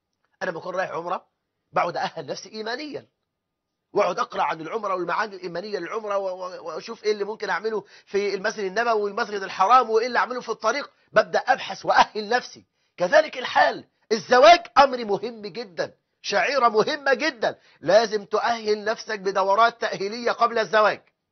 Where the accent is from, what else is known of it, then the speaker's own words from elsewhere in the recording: Egypt; ما احنا عندنا في مصر 9 مليون امرأة مطلقة